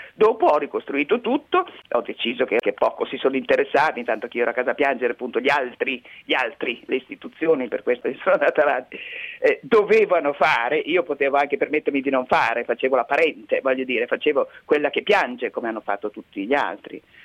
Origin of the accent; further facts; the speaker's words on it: Mantua, Lombardy, Italy; Sono nata a Mantova insieme a mio fratello, lui aveva 2 anni più di me, e abbiamo fatto tutto insieme, le scuole